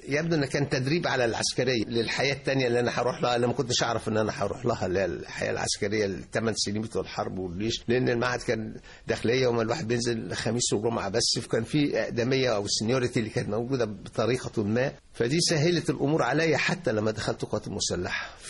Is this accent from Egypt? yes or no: yes; Al Qanatir al Khayriyya, Qalyubia, Egypt; also born or lived in Beheira; أنا تربيت في القناطر الخيرية برضو، أنا حكاية برضو خطوط متقاطعة. بلدنا أصلا محافظة الشرقية، إنما اتولدت في البحيرة لأن والدي كان الله يرحمه في الخاصة الملكية، فكنا بنتنقل من التفتيش. اتولدت في البحيرة، وأنا صغير بقى لنا القناطر الخيرية